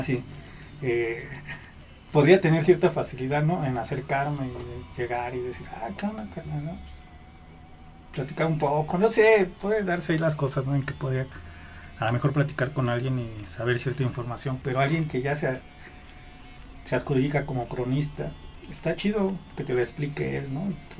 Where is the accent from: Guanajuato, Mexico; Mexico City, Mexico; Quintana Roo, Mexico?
Mexico City, Mexico; Iztapalapa; También en mi barrio así, ¿no? O sea, soy de Iztapalapa